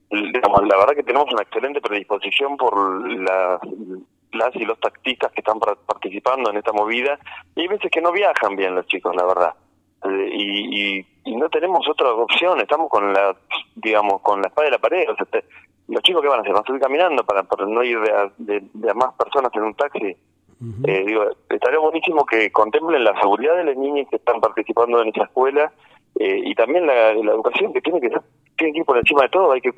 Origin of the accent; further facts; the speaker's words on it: Las Rabonas, Córdoba, Argentina; yo soy de Las Rabonas